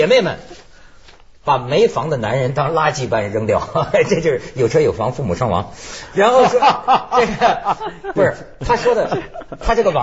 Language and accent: Chinese; China; 我觉得在若干年以前，我作为一个大陆人呢、我还很不习惯